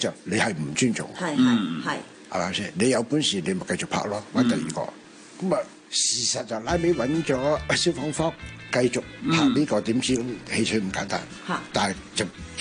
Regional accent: Hong Kong; 我哋香港人系其实香港人讲说话咧

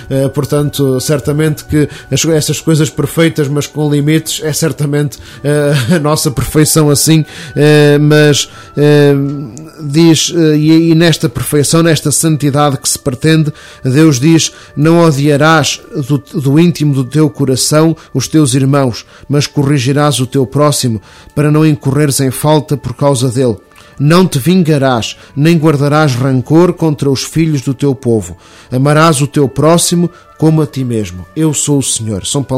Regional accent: Portugal; Isto envergonha-nos a todos como portugueses

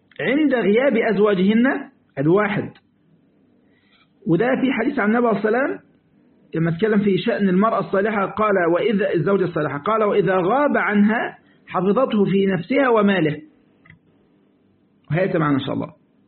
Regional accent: Egypt; وإحنا جماعة عندنا في مصر المركب اللي لا ريسين تغرق

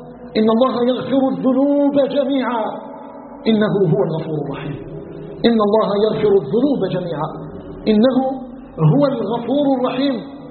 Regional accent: Algeria; أن يجعل بلدنا الجزائر بلدا آمنا مطمئنا

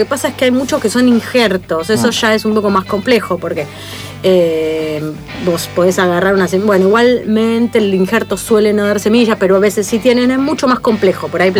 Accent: Argentina; soy cuarta generación argentina, pero dale, soy rubia, soy polaca.

